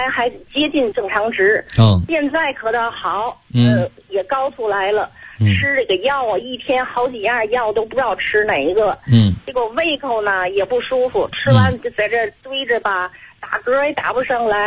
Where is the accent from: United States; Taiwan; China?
China; Tianjin; 我是天津的。